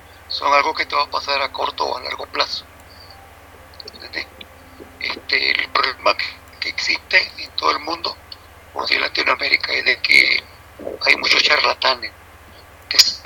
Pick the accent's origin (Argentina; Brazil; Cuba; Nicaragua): Nicaragua; Soy de Nicaragua.